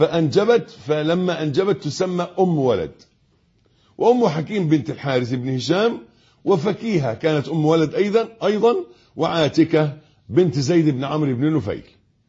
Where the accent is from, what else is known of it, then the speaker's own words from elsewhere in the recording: Egypt; اللي إحنا بنقول عليه أبيض في عرفنا كمصريين